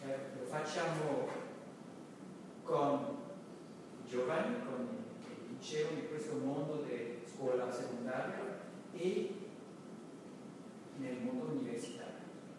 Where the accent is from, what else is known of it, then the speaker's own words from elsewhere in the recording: China; Italian is a second language; Come cinese, non voglio dire che è lo stesso